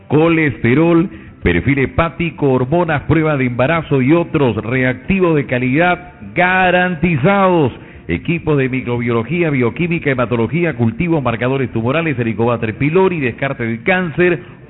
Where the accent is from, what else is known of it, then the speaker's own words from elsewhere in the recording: Barranca, Lima, Peru; como buenos provincianos, como buenos peruanos, hay que embanderar nuestra provincia de Barranca